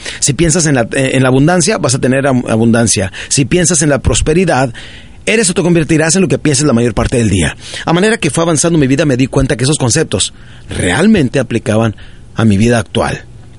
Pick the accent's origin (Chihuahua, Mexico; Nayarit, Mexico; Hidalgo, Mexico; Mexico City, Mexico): Chihuahua, Mexico; Ciudad Juárez; also born or lived in Parral; yo crecí en Ciudad Juárez, Chihuahua, nací en un pueblito de Chihuahua que se llama Parral, Chihuahua, y crecí de los 7 años en adelante. Cuando mi padre nos abandonó, mi madre se cambió a Ciudad Juárez y de ahí empezamos a vivir